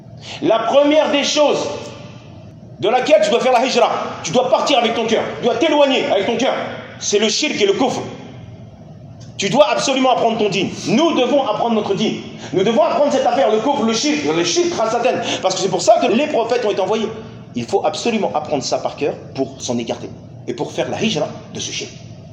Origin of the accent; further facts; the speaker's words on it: France; Vous venez de France, on vient de France.